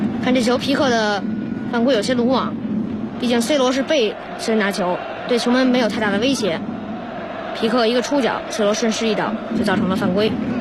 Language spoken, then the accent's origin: Chinese; Beijing, China; 大家好，我是来自北京光明小学四年级10班的